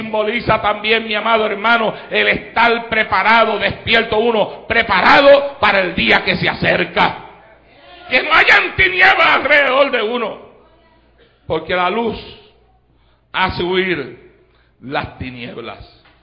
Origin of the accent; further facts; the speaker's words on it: Puerto Rico; fue una celebración en Puerto Rico y entonces llegó a ir hasta mi pueblo y cuando llegó a nuestro pueblo le hicieron un recibimiento tremendo